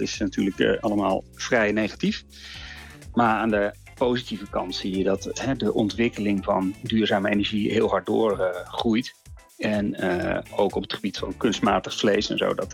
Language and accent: Dutch; Netherlands; Als iedereen op de wereld zou zo leven als wij als Nederlanders